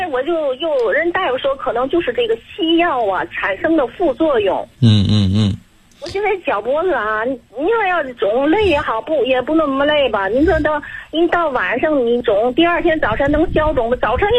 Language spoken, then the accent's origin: Chinese; Tianjin, China; 我还没介绍我自己，我是天津的。